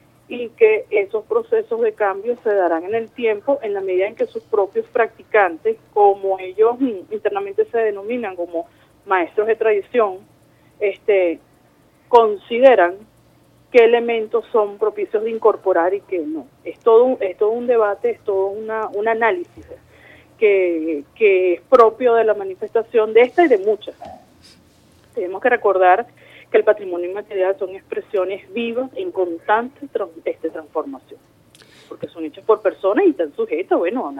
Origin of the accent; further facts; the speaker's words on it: Venezuela; eso forma parte de nuestra identidad como venezolanos.